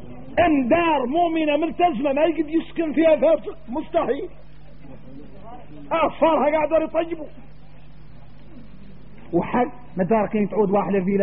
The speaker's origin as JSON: {"language": "Arabic", "country": "Mauritania", "said": "لو عاد واحد منا احنا موريتاني"}